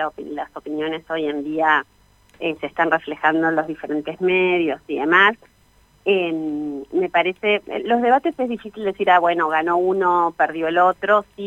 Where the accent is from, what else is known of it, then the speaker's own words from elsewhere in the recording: Bariloche, Río Negro, Argentina; acá yo soy de Bariloche